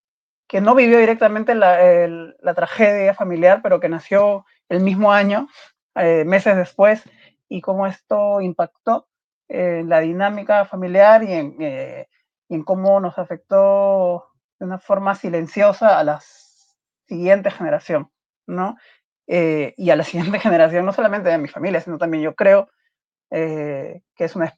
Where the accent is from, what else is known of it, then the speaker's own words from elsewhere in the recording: Peru; en mi país, acá en Perú